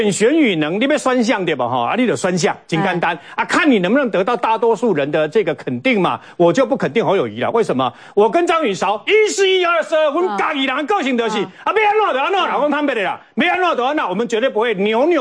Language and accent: Chinese; Chiayi, Taiwan; 啊，我们都是嘉义人的